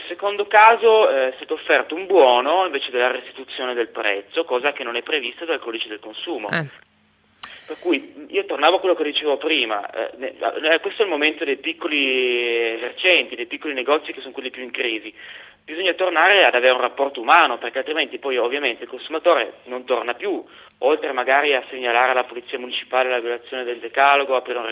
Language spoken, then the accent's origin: Italian; Turin, Piedmont, Italy; Rispondendo all'ascoltatore di Torino, anch'io torinese